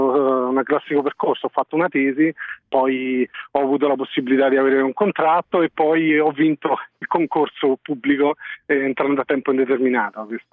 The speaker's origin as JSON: {"language": "Italian", "town": "Rome", "region": "Lazio", "country": "Italy", "lives_now": "Bologna, Italy", "said": "Io sono di Roma e adesso lavoro a Bologna."}